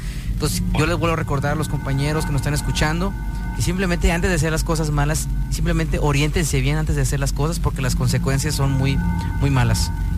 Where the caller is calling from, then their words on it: Monterrey, Nuevo León, Mexico; Nos están escuchando en Santo Domingo, ahí en Monterrey